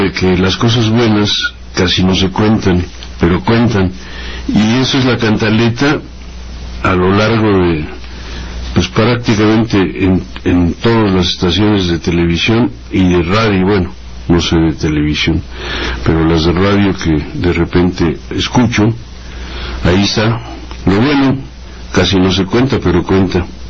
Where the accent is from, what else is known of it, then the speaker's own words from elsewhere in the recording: Mexico; somos todos los mexicanos, las mexicanas.